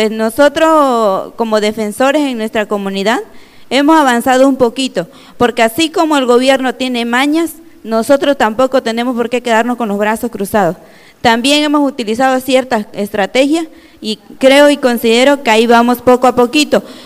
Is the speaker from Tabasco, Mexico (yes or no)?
yes; Tabasco, Mexico; Soy de Tabasco.